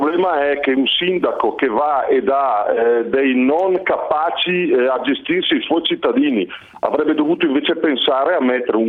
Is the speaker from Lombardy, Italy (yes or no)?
yes; Brescia, Lombardy, Italy; No, assolutamente, io sono un bresciano.